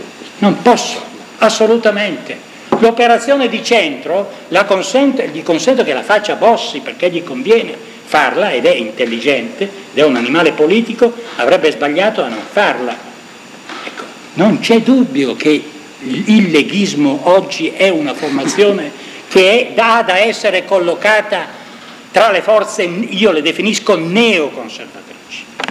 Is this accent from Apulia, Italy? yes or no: no; Lombardy, Italy; Io vengo dalla Lombardia